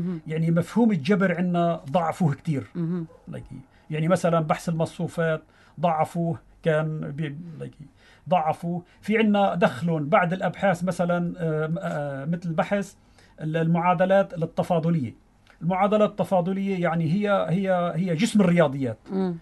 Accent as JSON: {"language": "Arabic", "country": "Syria", "said": "وبالجزائر هناك في تقنية أكثر من عندنا في سوريا"}